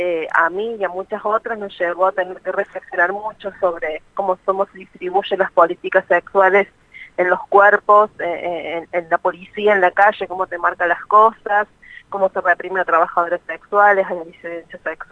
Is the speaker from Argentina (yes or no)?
yes; Córdoba, Argentina; soy de Córdoba